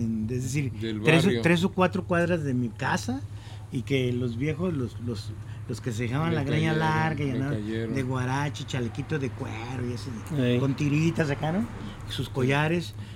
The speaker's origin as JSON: {"language": "Spanish", "region": "Jalisco", "country": "Mexico", "said": "yo soy del barrio de Mezquitán, cerca de ahí de pues la normal, ¿no? El Parque Alcalde."}